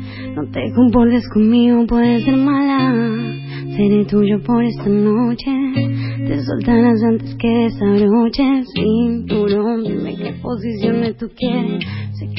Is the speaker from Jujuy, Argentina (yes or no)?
yes; Jujuy, Argentina; Y soy de Jujuy.